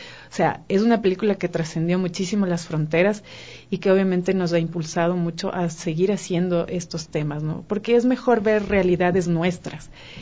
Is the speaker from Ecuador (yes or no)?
yes; Ecuador; Y nosotros decíamos, no, somos ecuatorianos.